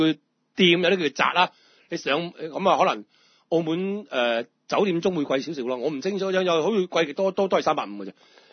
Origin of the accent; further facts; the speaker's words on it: Hong Kong; 我係香港人。